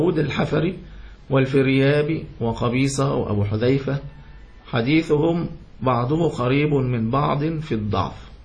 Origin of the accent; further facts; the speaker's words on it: Yemen; لكن في اليمن، أنا من اليمن خلاص